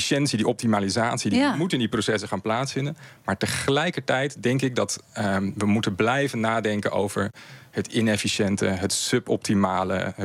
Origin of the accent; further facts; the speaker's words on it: Amsterdam, North Holland, Netherlands; Ik kom zelf uit Amsterdam.